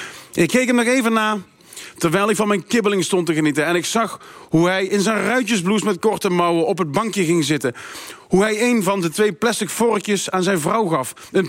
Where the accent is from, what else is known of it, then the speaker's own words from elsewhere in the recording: North Brabant, Netherlands; Ik vertelde hem dat ik uit Brabant kom en dat een dagje Den Haag voor mij voelt als een uitje.